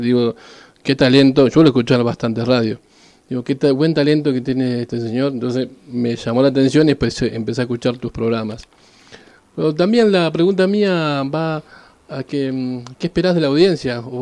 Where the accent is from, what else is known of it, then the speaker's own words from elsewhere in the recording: Santa Fe, Argentina; Yo soy muy santafesino